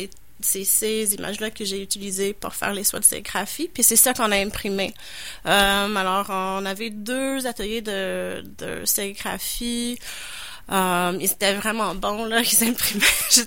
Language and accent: French; Toronto, Ontario, Canada; je viens pas de Québec, je viens de Toronto.